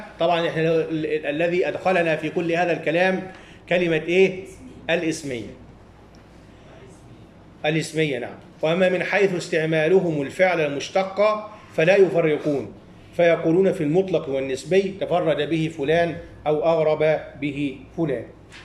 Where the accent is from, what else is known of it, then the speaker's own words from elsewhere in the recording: Upper Egypt, Egypt; وهذا يسمى عندنا في الصعيد